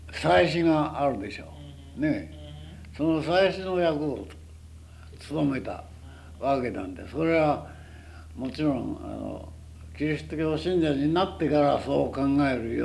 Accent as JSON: {"language": "Japanese", "region": "Nagano", "country": "Japan", "said": "信州、信州、信濃の。"}